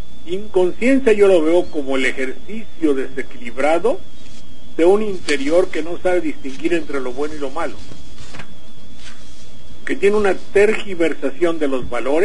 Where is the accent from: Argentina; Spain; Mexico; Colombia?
Mexico; siendo un mexicano, sabiendo que nuestro país tiene el 50% de personas